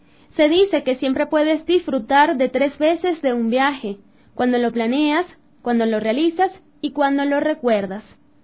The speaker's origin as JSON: {"language": "Spanish", "country": "Venezuela", "said": "Yo soy venezolana"}